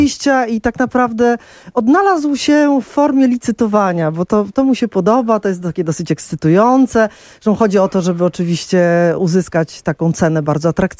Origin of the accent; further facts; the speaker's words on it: Warsaw, Masovian Voivodeship, Poland; Ja się wychowywałam na Gocławiu, który był osiedlem w trakcie budowy, gdzie nie było naprawdę skrawka zieleni